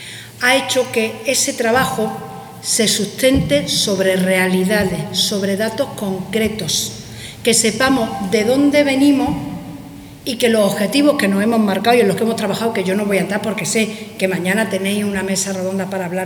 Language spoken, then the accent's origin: Spanish; Antequera, Andalusia, Spain; antequerana, o sea, del pueblo de al lado, poder escaparme una tarde de Sevilla, venirme aquí, estar en mi tierra